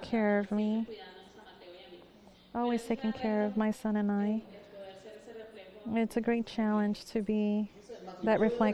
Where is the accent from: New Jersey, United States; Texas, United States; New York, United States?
New York, United States; Me, I was raised in New York. I come from the world, from the street.